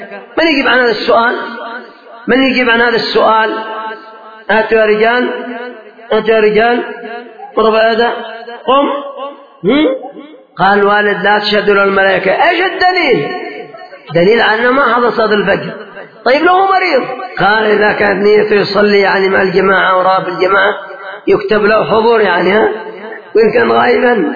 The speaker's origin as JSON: {"language": "Arabic", "country": "Yemen", "said": "وانظروا مثلا ما هو حاصل عندنا في اليمن في بعض الأماكن"}